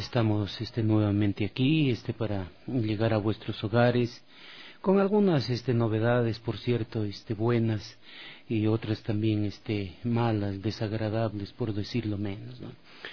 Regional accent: Loja, Ecuador; yo soy de la provincia de Loja. Qué alegría saber que en mi tierra natal, donde yo nací

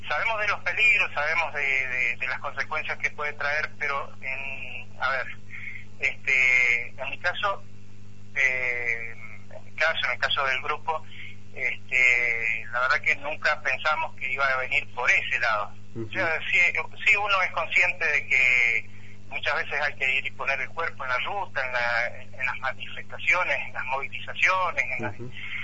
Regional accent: Mendoza, Argentina; acá en General Alvear, específicamente, para que se ubiquen, nosotros estamos a 330 kilómetros de la ciudad capital, al sur, o sea que nosotros somos los mendocinos más vecinos de ustedes.

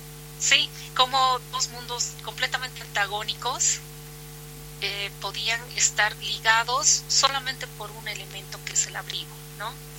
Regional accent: Cochabamba, Bolivia; yo soy de Cochabamba.

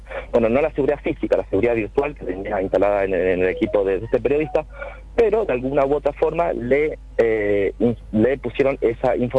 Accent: Córdoba, Argentina; te explico, no, soy cordobés, yo no soy santafesino.

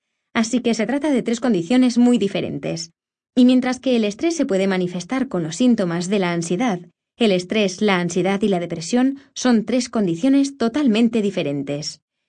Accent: United Kingdom; el gobierno del Reino Unido, de donde soy, como habrá podido comprobar por mi acento

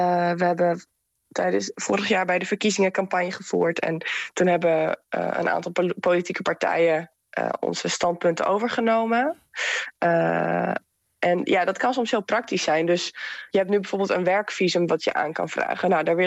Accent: Netherlands; En wij zijn dan als Nederlanders natuurlijk geboren in een van de rijkste landen ter wereld.

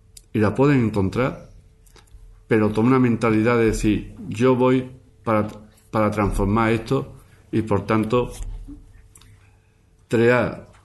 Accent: Marchena, Andalusia, Spain; Yo sabía que cuando íbamos a Sevilla, soy de Marchena, íbamos a Sevilla, al médico

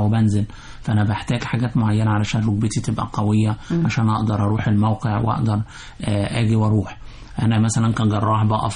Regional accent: Egypt; احنا بنحب كمصريين بنحب الحادق جدا

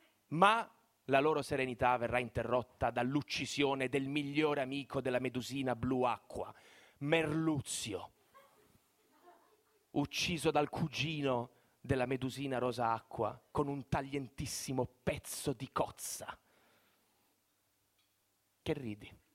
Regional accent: Bari, Apulia, Italy; appena io dico a un non pugliese che sono di Bari

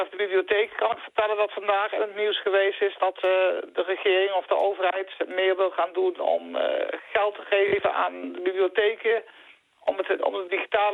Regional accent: Nijmegen, Gelderland, Netherlands; Ik kom uit Nijmegen.

